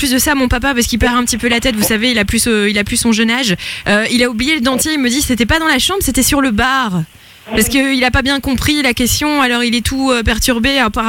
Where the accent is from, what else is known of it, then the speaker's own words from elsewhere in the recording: Brussels, Belgium; On vient de Bruxelles.